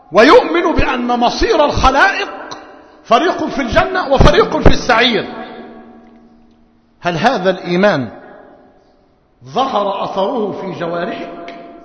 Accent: Egypt; ونحن في موسم في قريتنا وفي قرى مصر موسم حصاد القمح

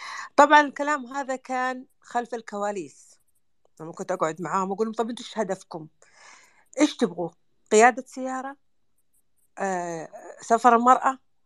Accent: Saudi Arabia; وإحنا كمجتمعات خليجية وسعودية قبائل

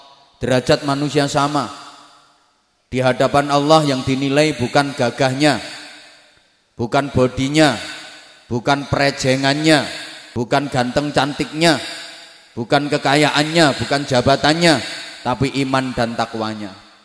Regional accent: Bojonegoro, East Java, Indonesia; born there; Cuma kebetulan saya lahirnya di Bojonegoro. Dan saya enggak pernah pesen untuk dilahirkan di Bojonegoro.

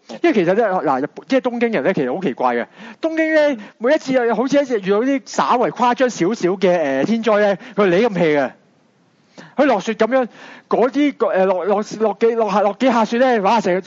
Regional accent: Hong Kong; 对于我哋香港人嚟讲，十岁啦，呢种台风

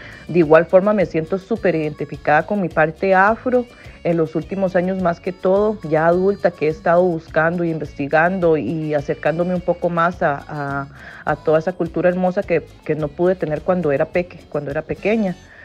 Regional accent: Jicaral, Puntarenas, Costa Rica; Yo soy afrodescendiente, mi papá es de Limón, pero yo me crié con mi familia en Punta Arenas, en Jicaral de Punta Arenas, que es al otro lado como el Golfo.

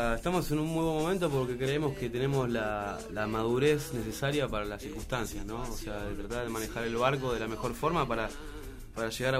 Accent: La Plata, Buenos Aires Province, Argentina; ya que somos de La Plata

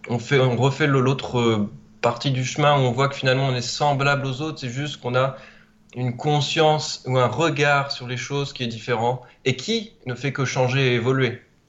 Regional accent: France; Et non, je suis français, je ne suis pas canadien.

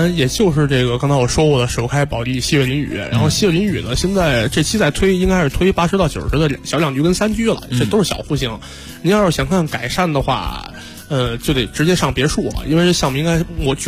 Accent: Beijing, China; 就是因为我就打小在这边出生嘛，就是西洼地正好对着就是这个航天部的这个北门，然后就等于它那里边全是这个老航天部家属楼

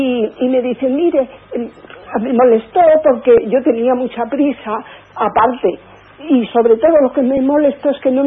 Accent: Madrid, Community of Madrid, Spain; soy de aquí de Madrid.

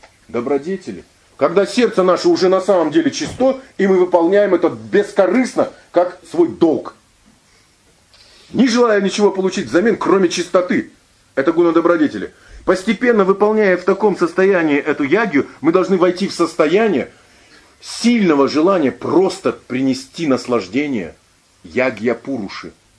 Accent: Ulan-Ude, Buryatia, Russia; ну, вот я из Улан-Удэ

